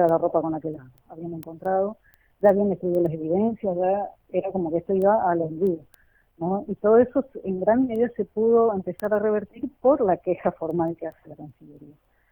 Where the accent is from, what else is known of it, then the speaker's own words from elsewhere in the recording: Argentina; que yo como ciudadana argentina le doy al gobierno argentino